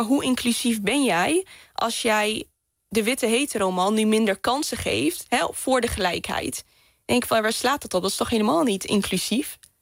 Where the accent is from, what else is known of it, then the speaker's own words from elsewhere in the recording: Groningen, Netherlands; accent: Gronings; ik kom uit Groningen. Gronings praten. Ja, met boeren opgegroeid. En ja, super nuchter.